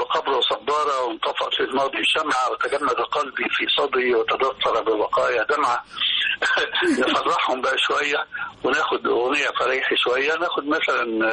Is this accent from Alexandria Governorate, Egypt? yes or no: no; Damanhur, Beheira, Egypt; now in Cairo, Egypt; ان انا اصلا زي ما قلت لك من دمنهور، وفي دمنهور ما عندناش الحكاية اللي لقيتها بعد كده لما جيت القاهرة،